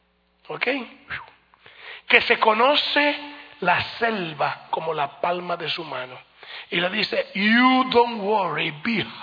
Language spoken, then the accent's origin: Spanish; Colombia; Yo soy colombiano.